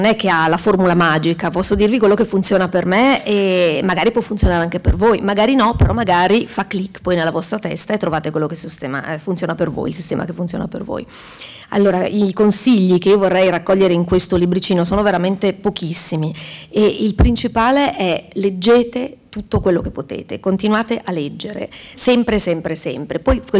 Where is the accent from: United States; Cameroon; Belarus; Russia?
United States; the South; Italian is a second language; Nel sud degli Stati Uniti, però, da dove vengo io, sì.